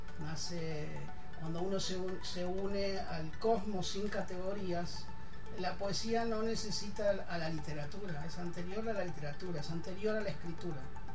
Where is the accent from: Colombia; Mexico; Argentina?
Argentina; Yo vengo de Argentina